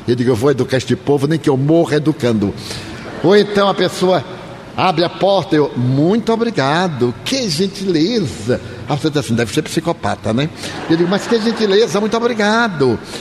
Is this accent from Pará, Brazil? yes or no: no; Bahia, Brazil; eu sou baiano.